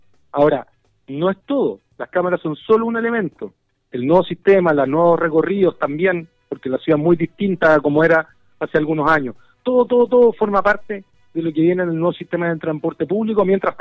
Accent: Chile; la naturaleza que tenemos como chilenos y chilenas es nuestro deber protegerla

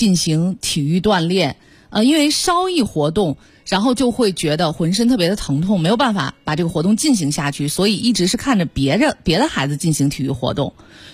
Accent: Beijing, China; 我作为一个土生土长的北京孩子啊，当然现在已经不是孩子了，

